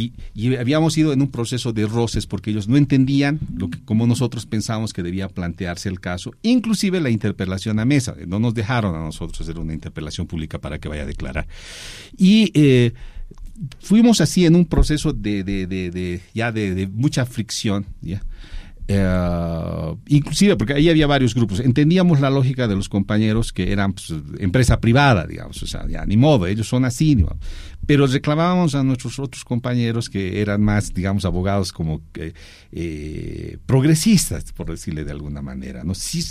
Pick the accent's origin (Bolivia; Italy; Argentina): Bolivia; no están respetando nuestras ideas como bolivianos, eso es real.